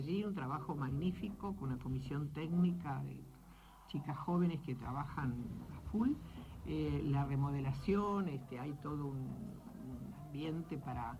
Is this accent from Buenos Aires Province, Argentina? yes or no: yes; La Plata, Buenos Aires Province, Argentina; los que somos platenses sabemos muy bien dónde funcionaban